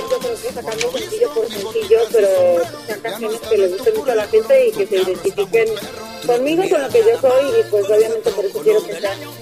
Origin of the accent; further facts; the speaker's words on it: Tijuana, Baja California, Mexico; also born or lived in Ciudad Juárez; yo soy norteña, como te digo, residí en Ciudad Juárez, sí. Viví en Tijuana, mis papás me llevaron a los 11 años a Tijuana, y escuchaba todo el tiempo música de banda y norteño